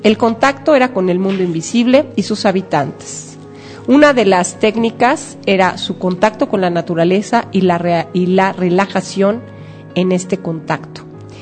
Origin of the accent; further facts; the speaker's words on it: Mexico; Pero ahora vamos a hablar de lo que somos, mexicanos, viva mexicanos.